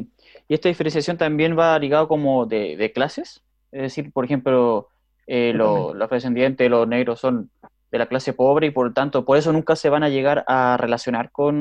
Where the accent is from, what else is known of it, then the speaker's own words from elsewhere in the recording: Chile; Oye, un poco, como chileno, como nosotros veíamos un poco las imágenes